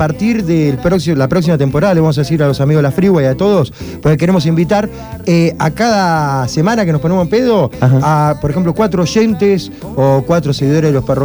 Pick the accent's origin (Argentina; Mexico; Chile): Argentina; Gonzalos, Tucumán; born there; ¿sos tucumano? Sí, porque tenés que estar preparado cuando te dicen, sí, yo también. Uy, claro. La puta madre, ¿dónde sos? De Gonzalos.